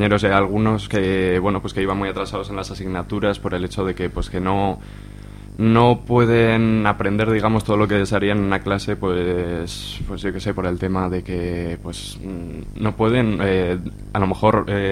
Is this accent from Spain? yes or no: yes; Zuera, Aragon, Spain; en el IES Gallicum de Zuera, que es de donde soy yo